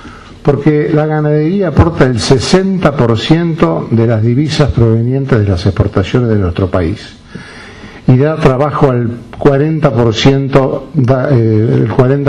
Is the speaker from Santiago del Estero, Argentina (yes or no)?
no; Hinojo, Buenos Aires Province, Argentina; also born or lived in Olavarría; Yo tengo que hablar de nacimiento de Olavarría, porque podría decirse que yo nací en Olavarría. Viví en Hinojo, cerca de Hinojo, y mi madre me traía a Olavarría, donde aprendí a escribir y donde aprendí a leer.